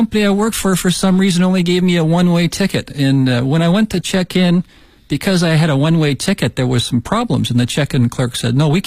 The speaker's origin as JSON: {"language": "English", "country": "Canada", "lives_now": "Beijing, China", "said": "I come from Canada. I work for a small American engineering and equipment sales company here in Beijing. Been here now this time since 2007. It's close to 11 years."}